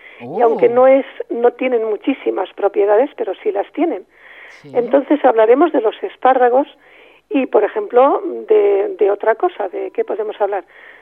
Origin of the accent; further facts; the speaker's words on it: Ibiza, Balearic Islands, Spain; No, yo soy ibicenco, no soy balear, soy ibicenco.